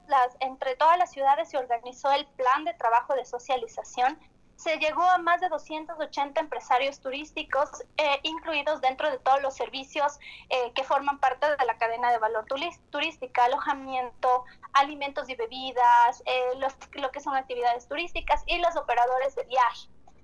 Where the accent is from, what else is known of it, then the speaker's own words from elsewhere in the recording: Quito, Pichincha, Ecuador; y nosotros como quiteños o los cuencanos o los de Latacunga